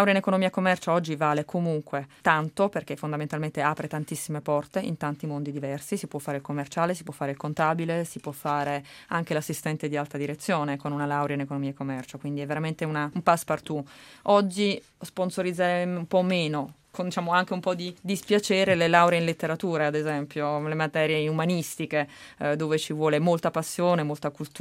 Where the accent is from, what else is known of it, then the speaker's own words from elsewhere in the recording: Naples, Campania, Italy; Mi hanno offerto un lavoro a Roma, io sono napoletana